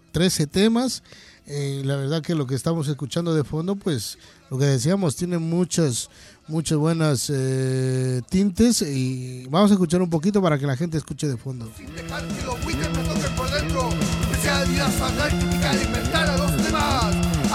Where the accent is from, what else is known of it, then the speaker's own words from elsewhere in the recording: Ecuador; now in Chile; yo soy ecuatoriano, yo llevo por acá un porrón de años, así que, o sea, también vengo de un país muy pequeño